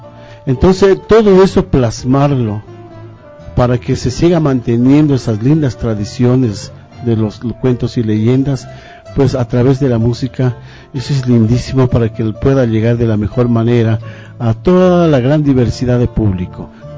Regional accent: Loja, Ecuador; moved away; en el caso mío, yo vengo desde Loja, con sueños, con aspiraciones de vidas mejores, de encontrar un futuro mejor

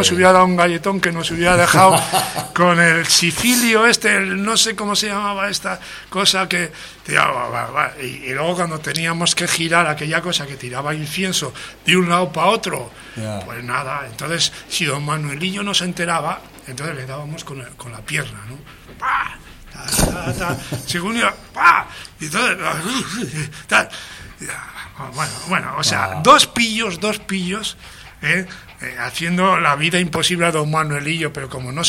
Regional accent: Medina de Pomar, Castile and León, Spain; En mi pueblo, en Medina de Pomar, Burgos, había varias iglesias.

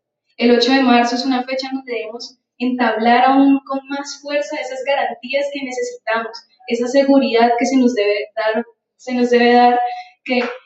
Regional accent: Colombia; siendo nuestro contexto como colombianas

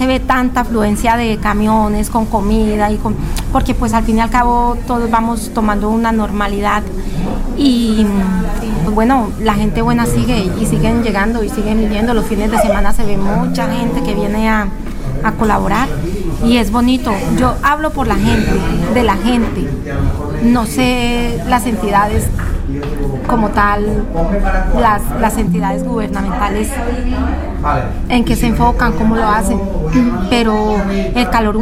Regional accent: Colombia; moved away; Yo soy muy colombiana, aunque lleve muchos años en este país

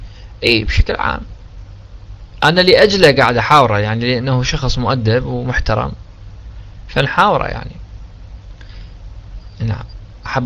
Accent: Iraq; أنا هم عراقي والعيون العراق فتح عيونك

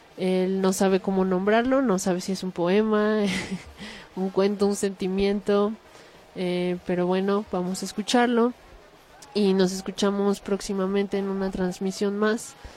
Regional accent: Mexico; Yo creo que sí tenemos muchos lugares de donde tomar fuerza como pueblo mexicano

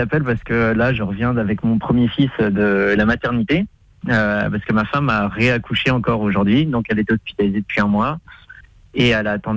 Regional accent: Pays de la Loire, France; Non, moi je suis d'originaire de Vendée

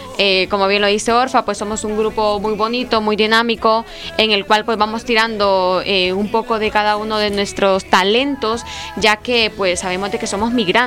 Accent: Honduras; now in Spain; nosotros como comunidad hondureña en España

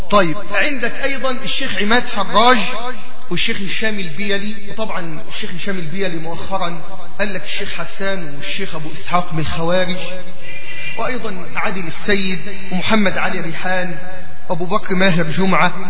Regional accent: Egypt; عندنا في مصر

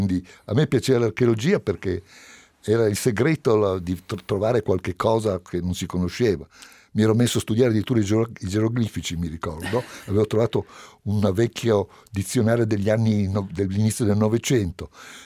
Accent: Palermo, Sicily, Italy; born there; pur essendo io nato a Palermo

